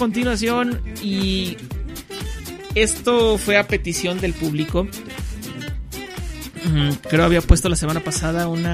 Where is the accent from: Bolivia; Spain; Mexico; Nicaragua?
Mexico; born there; no llegan tantas bandas de este país, de mi país natal, México.